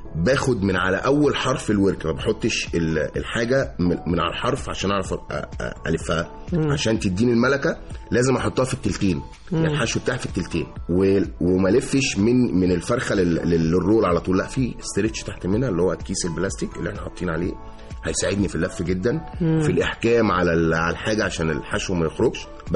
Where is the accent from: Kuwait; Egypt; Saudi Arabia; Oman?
Egypt; لا هو يعني احنا كمصريين بنحب نبتكر.